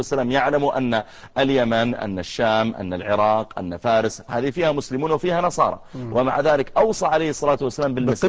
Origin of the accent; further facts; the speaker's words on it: Saudi Arabia; الجامعات عندنا في المملكة العربية السعودية مليئة بالدكاترة المصريين. أنا أدرس في الجامعة